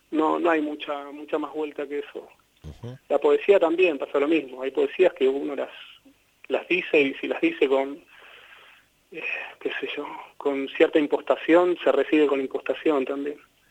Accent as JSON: {"language": "Spanish", "region": "Buenos Aires", "country": "Argentina", "said": "Yo soy de Buenos Aires, soy pampeano por adopción y griego por osmosis"}